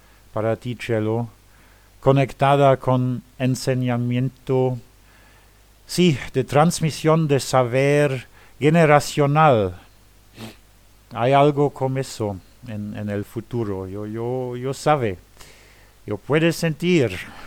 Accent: Luxembourg; yo soy de Luxemburgo.

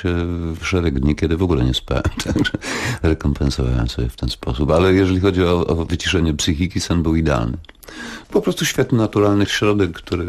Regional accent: Wrocław, Lower Silesian Voivodeship, Poland; Urodziłem się w świetnym miejscu, bo to jest, jeżeli ktoś zna Wrocław, to sprawa jest bardzo prosta, bo to jest Plac Solny. Moim podwórkiem był rynek wrocławski

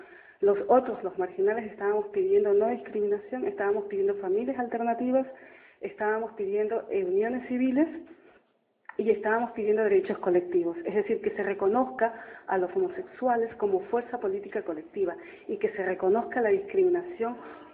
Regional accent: Ecuador; como ecuatoriana y desde donde vengo, me marca mucho la ideología, las formas de pensamiento del movimiento indígena

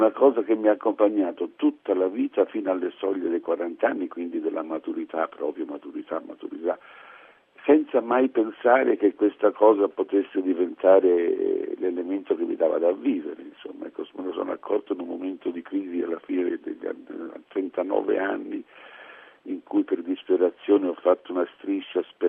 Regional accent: Tuscany, Italy; avevo una delusione tale che da buon toscano, devo dire, ho girato questa tristezza in una forma ironica

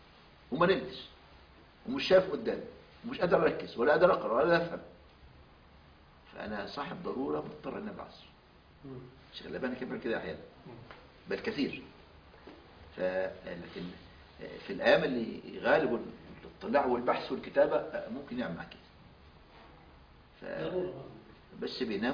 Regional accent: Al-Badari, Asyut Governorate, Egypt; born there; مسقط رأسي مركز البداري محافظة أسيوط في صعيد مصر

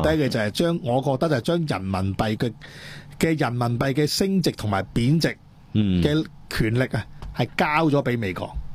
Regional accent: Hong Kong

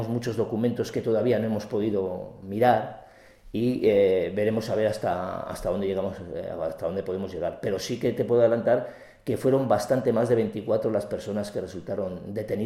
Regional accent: Spain; Los nacionales somos los españoles.

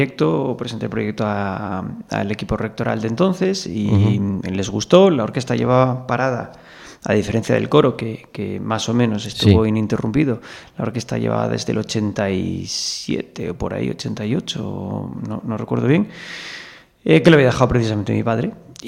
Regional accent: Oviedo, Asturias, Spain; soy de Oviedo y asturiano

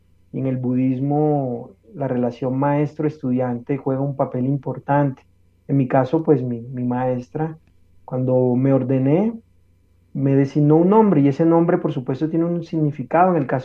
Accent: Colombia; born there; Yo soy colombiano de nacimiento, muy, muy orgulloso de haber nacido en este hermoso país

